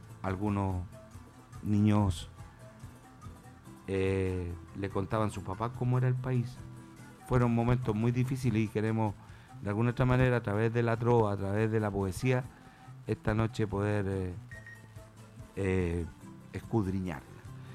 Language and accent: Spanish; Chile; que nos vaya bien como país, que nos vaya bien como chileno